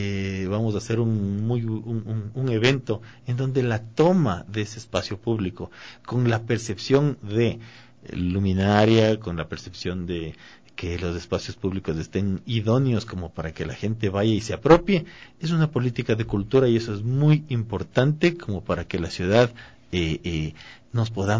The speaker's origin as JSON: {"language": "Spanish", "town": "Quito", "region": "Pichincha", "country": "Ecuador", "said": "Creo que nosotros como quiteños estamos decididos y estamos ávidos a tomarnos la ciudad"}